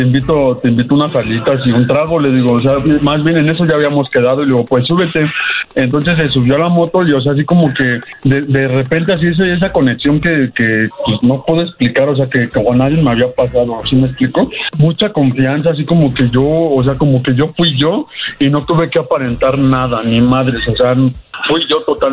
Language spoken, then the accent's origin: Spanish; Mexico City, Mexico; No, ella es de Metro Musquis y yo soy de la Ciudad de México.